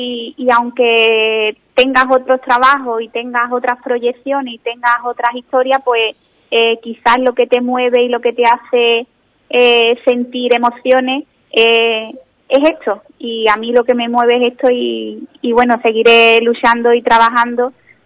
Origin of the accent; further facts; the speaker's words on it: Ubrique, Andalusia, Spain; En mi pueblo, Ubrique, cada vez que he hecho una exposición